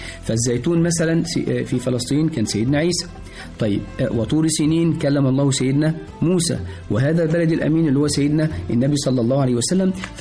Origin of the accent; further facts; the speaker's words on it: Egypt; أول نبي عندنا في مصر كان